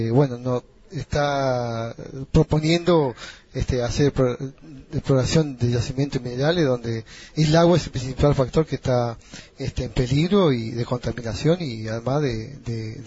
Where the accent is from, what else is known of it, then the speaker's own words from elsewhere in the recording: Blancura Centro, Río Negro, Argentina; Yo estoy llegando de una comunidad mapuche que se llama Blancura Centro, en la provincia de Río Negro.